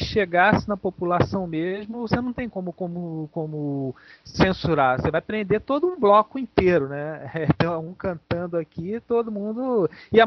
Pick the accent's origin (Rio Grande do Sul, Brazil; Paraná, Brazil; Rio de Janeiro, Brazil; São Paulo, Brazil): Rio de Janeiro, Brazil; Eu nasci aqui, né, e a minha vida inteira aqui no Rio.